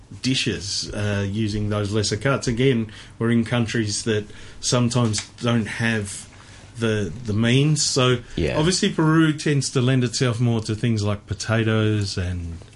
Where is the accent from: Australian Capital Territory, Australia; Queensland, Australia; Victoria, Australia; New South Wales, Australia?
Victoria, Australia; Melbourne; growing up in Melbourne, I learnt what dim sum was at a young age.